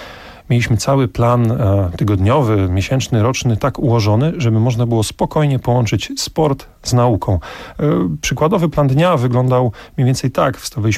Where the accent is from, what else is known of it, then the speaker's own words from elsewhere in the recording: Olsztyn, Warmian-Masurian Voivodeship, Poland; Ja pochodzę z Olsztyna, więc miasto o bardzo bogatych tradycjach siatkarskich.